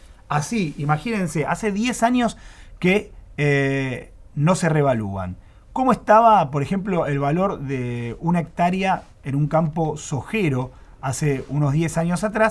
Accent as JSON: {"language": "Spanish", "region": "Buenos Aires", "country": "Argentina", "said": "así como los porteños hemos sufrido un aumento de impuestos del ABL"}